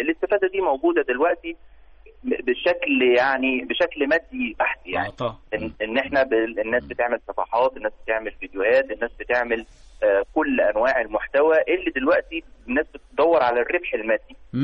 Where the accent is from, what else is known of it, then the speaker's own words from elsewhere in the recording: Egypt; وده كمان بيلقلنا الفكرة إنه إحنا كمصريين بنعتز جدا بالهوية بتاعتنا.